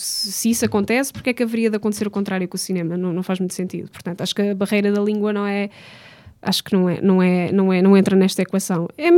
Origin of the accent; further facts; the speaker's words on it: Portugal; tanto que eu sou portuguesa e inglesa, portanto não vou pôr isso em questão